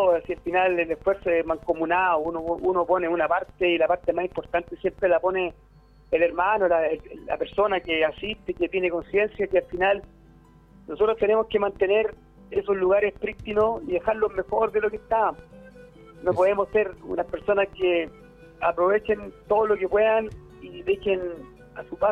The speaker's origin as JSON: {"language": "Spanish", "town": "Puente Alto", "region": "Santiago Metropolitan Region", "country": "Chile", "tie": "born or raised there", "said": "porque yo me crié en Puente Alto toda mi existencia, y a última hora me vine al Pantacopo, compadre."}